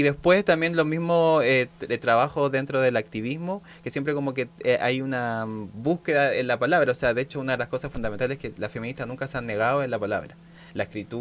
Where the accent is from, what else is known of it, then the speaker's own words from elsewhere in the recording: La Pintana, Santiago Metropolitan Region, Chile; Mi infancia la viví en La Pintana, en la población Pablo de Roca.